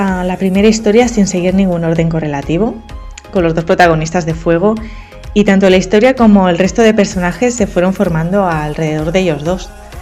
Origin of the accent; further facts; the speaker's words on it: Barcelona, Catalonia, Spain; yo soy de Barcelona y aunque me he movido bastante desde pequeña, actualmente resido aquí.